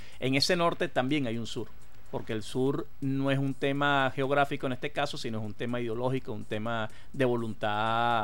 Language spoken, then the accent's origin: Spanish; Venezuela